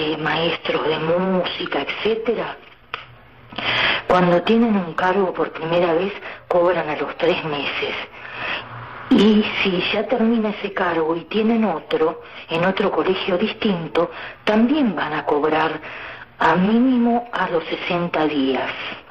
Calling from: Almagro, Buenos Aires, Argentina; de Almagro.

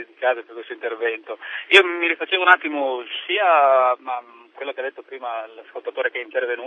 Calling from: Pordenone, Friuli-Venezia Giulia, Italy; almeno qui dalle mie parti, nel nostro distretto diciamo di Pordenone e dintorni

